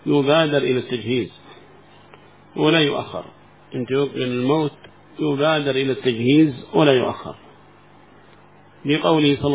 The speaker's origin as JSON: {"language": "Arabic", "country": "Yemen", "said": "هذا ما وصل عندنا في اليمن أظنه"}